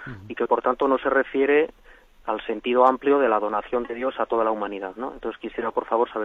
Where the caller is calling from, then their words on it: Navarre, Spain; de Navarra.